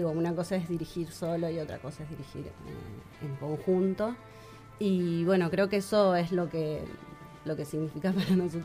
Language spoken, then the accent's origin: Spanish; Mendoza, Argentina; also born or lived in Buenos Aires, Argentina; nos vinimos todos a Mendoza y mi infancia, mi adolescencia, hasta los 20 fue en Mendoza, digamos. Crecí en Mendoza, pero después estuve 12 años en Buenos Aires y hace 3 volví.